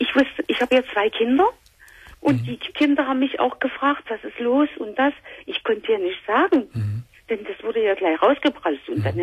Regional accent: East Germany, Germany; Und ich komme aus Ostdeutschland

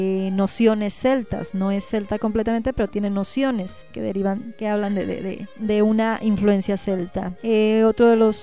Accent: Mexico; Como mexicano siempre te lo estás cuestionando.

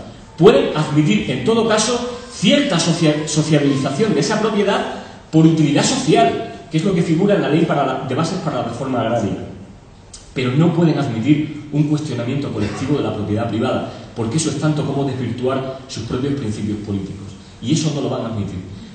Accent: Extremadura, Spain; En Extremadura, todos los que somos extremeños

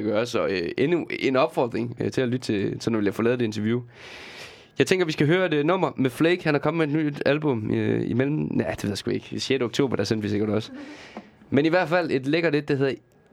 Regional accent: Region of Southern Denmark, Denmark; der, hvor jeg kommer fra i Sønderjylland, fordi der er der ikke så meget

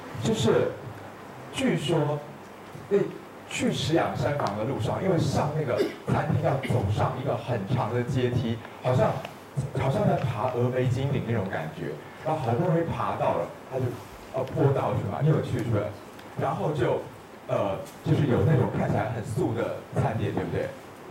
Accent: Taiwan; 他们我台湾人叫什么普林还是什么东西

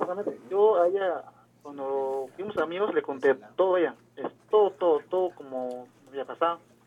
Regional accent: Lima, Peru; A ver, yo soy de Lima, Lima, Perú.

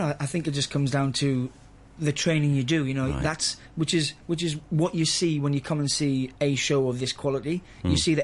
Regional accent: England, United Kingdom; also born or lived in Gibraltar; I was born in Gibraltar, in Spain, and then I moved to England

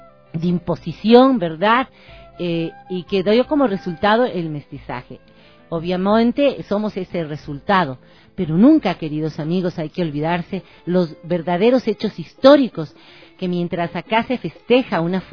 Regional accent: Quito, Pichincha, Ecuador; Pero sí comparto que se debe respetar la decisión del pueblo quiteño, que optamos por decir no a las corridas de toro en la ciudad de Quito

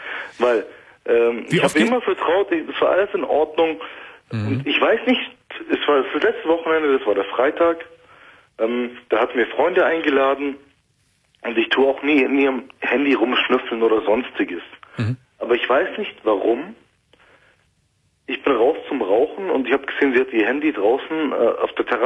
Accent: Turkey; Ich bin Türke, ja, aber in erster Linie bin ich Mensch.

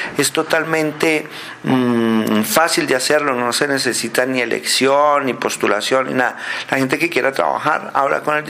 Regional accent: Bogotá, Colombia; now in Soacha, Colombia; somos muchísimos los bogotanos que vivimos en provincia, que vivimos en Soacha, en Chía, en otros municipios

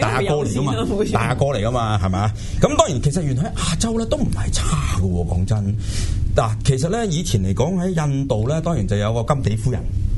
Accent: China; 我哋中国人嚟讲咧，我哋嫁俾人咧

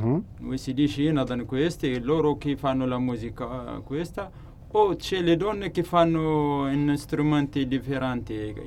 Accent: Tamanrasset, Tamanrasset Province, Algeria; Italian is a second language; del sud dell'Algeria, abito a Tamaracet e di là si fa la musica

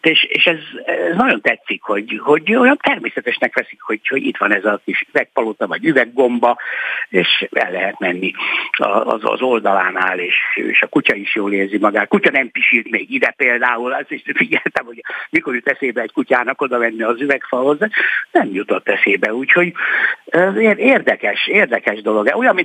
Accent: Budapest, Hungary; én itt nőttem föl a 7. kerületben, gyakorlatilag 6.-7. kerületben az iskoláimat itt végeztem, Asztóriánál nevelkedtem, ott születtem.

